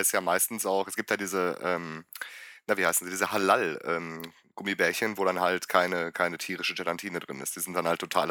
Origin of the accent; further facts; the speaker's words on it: North Rhine-Westphalia, Germany; Da, wo ich herkomme, ist E und Äh fast das Gleiche. Wir haben da auch ernstzunehmende Probleme. Wir sind sozusagen die Chinesen des Ruhrgebiets.